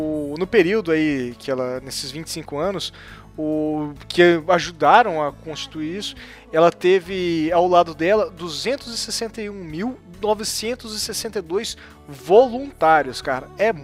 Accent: Paraná, Brazil; Que nós somos paranaenses, então a gente sabe a dimensão do que é isso.

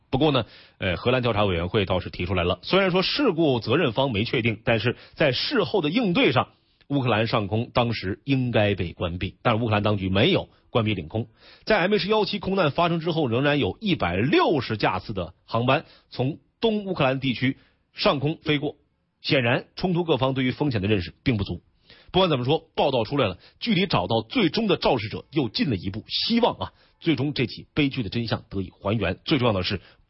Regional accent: Northeast China, China; accent: Northeast Chinese; 就我有点东北话是吧？

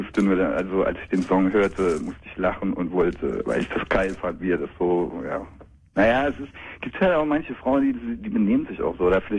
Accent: West Germany, Germany; now in Berlin, Germany; Ich bin aus dem Westen, ja, in den Osten emigriert.

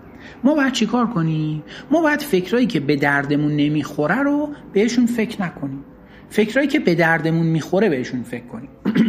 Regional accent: Iran; ما ایرانی هستیم، باهوشیم مثلا.

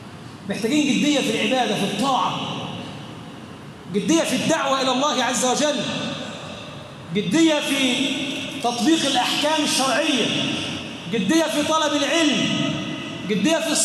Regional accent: Egypt; بلدنا مصر بلدا امنا مطمئنا، سخاء رخاء

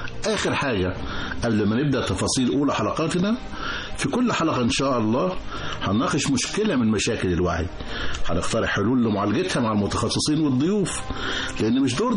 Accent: Egypt; حابب أوضح بعض الأمور اللي تهمنا كلنا كمصريين

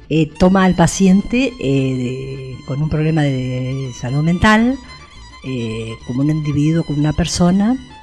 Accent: Tandil, Buenos Aires Province, Argentina; Soy acá de Tandil. Me encanta Tandil.

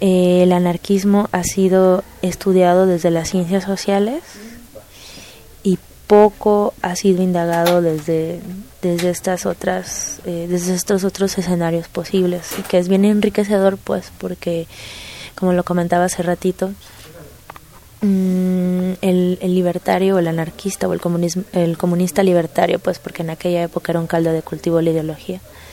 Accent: Veracruz, Mexico; reforzar mis lazos libertarios con mi ciudad natal, que es el puerto de Veracruz

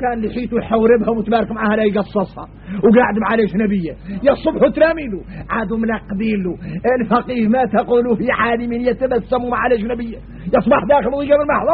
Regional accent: Mauritania; نرجع لبعض الشبه اللي عندنا احنا موريتاني

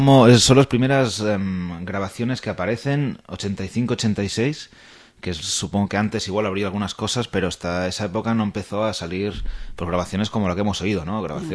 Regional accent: Chile; somos de Chile. Se nota por el acento.

